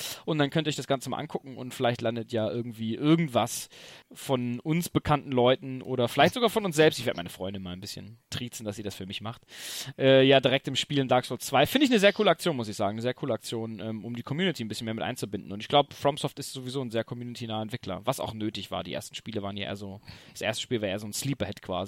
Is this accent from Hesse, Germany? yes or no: no; Tübingen, Baden-Württemberg, Germany; aber wir kommen ja aus Tübingen